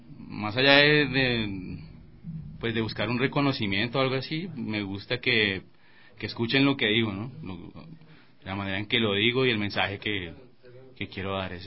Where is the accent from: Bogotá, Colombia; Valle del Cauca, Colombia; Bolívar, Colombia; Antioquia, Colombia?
Bogotá, Colombia; now in Ecuador; Yo vengo de Bogotá, Colombia. Tengo más o menos 8 años viviendo aquí en Ecuador, vivo en el Valle de los Chillos.